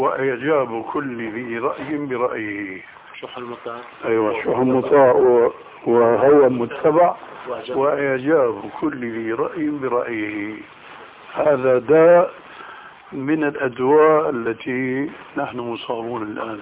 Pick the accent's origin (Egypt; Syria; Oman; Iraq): Syria; كما يقولون عندنا في سوريا يا أرض اشتدي ما حدا عليك أدي